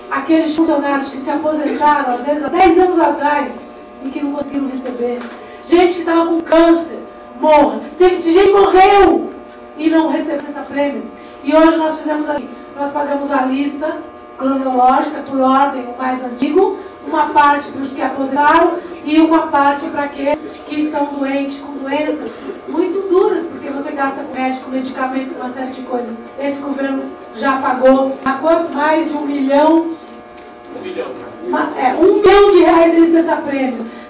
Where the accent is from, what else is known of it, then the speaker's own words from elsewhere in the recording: Cubatão, São Paulo, Brazil; born there; Eu, como disse, eu nasci em Cubatão.